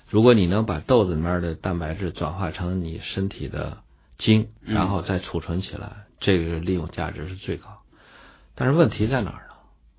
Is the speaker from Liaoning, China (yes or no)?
no; Shanxi, China; 我说我们老家山西的小米，广陵的小米最有名。